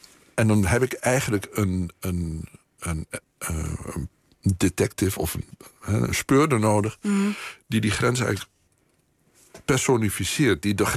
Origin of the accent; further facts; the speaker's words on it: Netherlands; En ik ben een Hollander. Tenminste, een Nederlander.